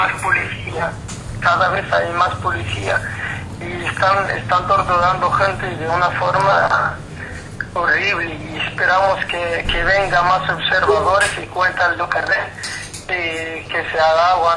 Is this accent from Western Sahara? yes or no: yes; Western Sahara; now in Lyon, France; Yo soy un luchador saharaui que vivo en Lyon